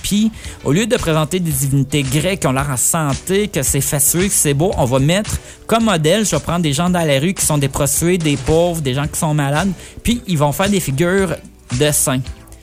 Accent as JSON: {"language": "French", "country": "Italy", "accent": "Italian", "second_language": "French", "said": "Excusez-moi mon accent italien."}